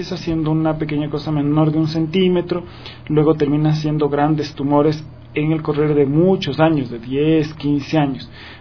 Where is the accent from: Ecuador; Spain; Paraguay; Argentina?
Ecuador; moved away as an adult; also born or lived in Uruguay; Sí, yo soy ecuatoriano, nací en Ecuador, me formé y me gradué como médico general en Ecuador